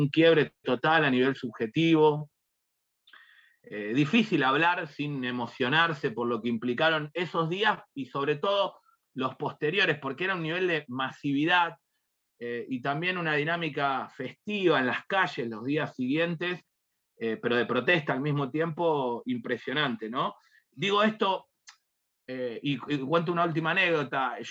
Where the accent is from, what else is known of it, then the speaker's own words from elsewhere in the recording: Lanús, Buenos Aires Province, Argentina; Ahora volví a Lanús, yo soy de Lanús, pero bueno, en ese momento me había mudado hacía poquitos años a Capital